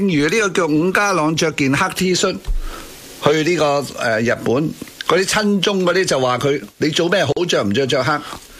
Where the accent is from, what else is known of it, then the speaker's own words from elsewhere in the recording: Hong Kong; 我哋香港人喺咁嘅文化嘅 upbringing